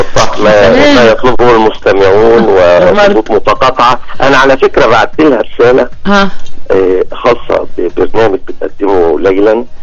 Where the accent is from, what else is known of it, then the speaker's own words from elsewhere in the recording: Alexandria, Alexandria Governorate, Egypt; born there; الاسم ده منتشر هناك لان انا من مواليد هناك.